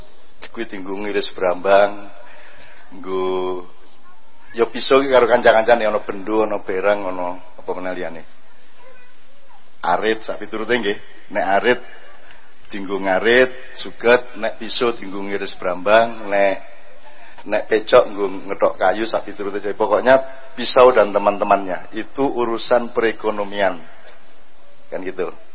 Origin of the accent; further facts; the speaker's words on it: Special Region of Yogyakarta, Indonesia; Kalau kita orang Jogja, kita orang Jogja.